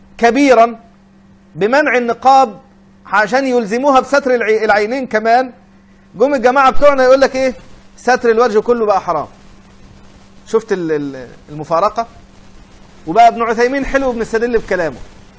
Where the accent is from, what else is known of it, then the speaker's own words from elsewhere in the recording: Egypt; الكلام ده في مصر صعب جدا الناس تفهمه، انا مصري وعارف انا بقول ايه